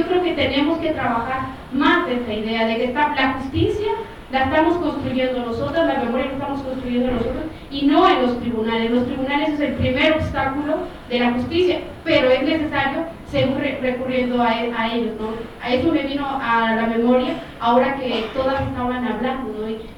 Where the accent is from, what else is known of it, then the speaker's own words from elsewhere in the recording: Guatemala; de Guatemala